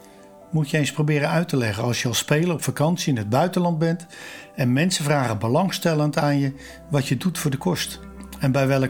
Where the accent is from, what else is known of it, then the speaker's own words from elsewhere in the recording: Rotterdam, South Holland, Netherlands; Als Rotterdammer, geboren en getogen op Zuid, heb ik het toch al niet zo op met die andere club op Noord.